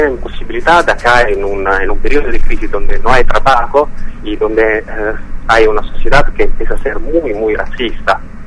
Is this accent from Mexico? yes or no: no; Italy; Spanish is a second language; yo como militante en general y también como italiano tengo vergüenza de lo que está haciendo mi Estado.